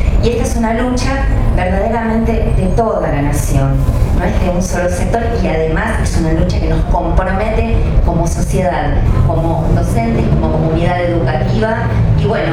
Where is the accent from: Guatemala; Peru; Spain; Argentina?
Argentina; San Carlos de Bariloche, Río Negro; Yo y mi compañera y yo somos de Río Negro, más concretamente de San Carlos de Bariloche.